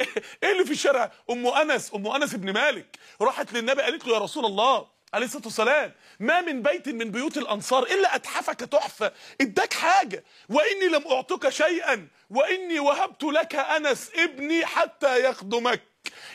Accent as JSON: {"language": "Arabic", "town": "Mansoura", "region": "Dakahlia", "country": "Egypt", "said": "عندنا في المنصورة رسالة للصالح قبل الفاسد"}